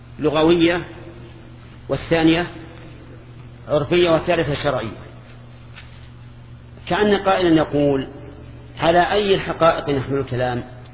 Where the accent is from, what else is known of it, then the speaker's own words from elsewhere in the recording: Najd, Saudi Arabia; أما عندنا في نجد فالشات هي الأنثى من الظأن